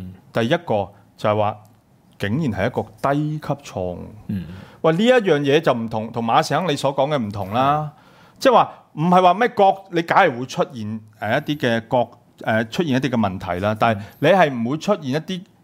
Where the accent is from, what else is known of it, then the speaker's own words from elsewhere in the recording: Hong Kong; 我哋香港市民就係個主人